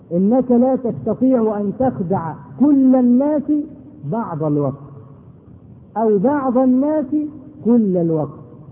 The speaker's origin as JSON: {"language": "Arabic", "country": "Egypt", "said": "ودرج عندنا في مصر هنا لما واحد يغلط في حاجه"}